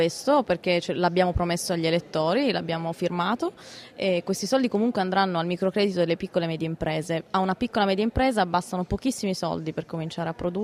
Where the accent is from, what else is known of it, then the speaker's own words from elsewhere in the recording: Piedmont, Italy; Ma solo perché vengo dalla Valsusa